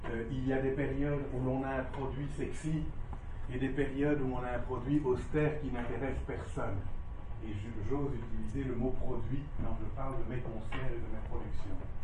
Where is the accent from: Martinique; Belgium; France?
Belgium; chez nous, en Belgique